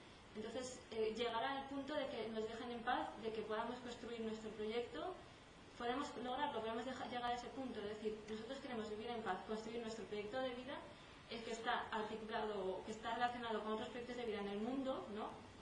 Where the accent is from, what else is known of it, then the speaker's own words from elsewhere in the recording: Mexico; now in Spain; Yo desde que vine de México me vine con la idea también de construir